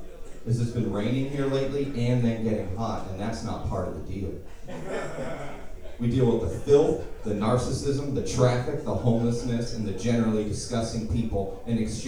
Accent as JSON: {"language": "English", "town": "Long Beach", "region": "California", "country": "United States", "said": "I'm not from here, like I said. I'm from Long Beach, 28 miles south."}